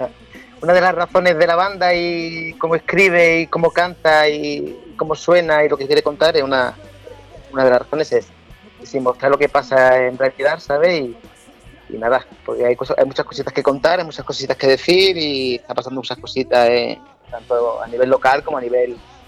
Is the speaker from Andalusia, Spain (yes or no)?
yes; Málaga, Andalusia, Spain; Que la adoramos como malagueño y como malacitano y como malaguita